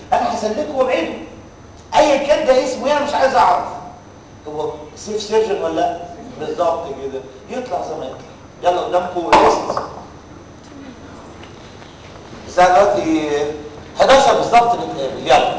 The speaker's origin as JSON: {"language": "Arabic", "country": "Egypt", "said": "ايوه فانا اتخلص كمصري"}